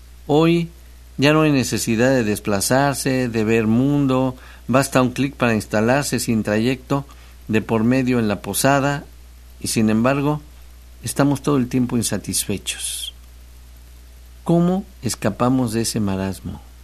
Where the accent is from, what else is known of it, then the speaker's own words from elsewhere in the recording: Xalapa, Veracruz, Mexico; te saludo desde el puerto, desde el puerto Jarioso. Llevo 3 años viviendo aquí, allá en el puerto, soy de Jalapa.